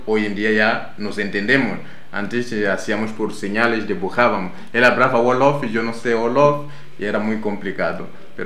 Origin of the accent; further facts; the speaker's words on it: Mozambique; now in Spain; yo soy de Mozambique, llevo ya en España varios años.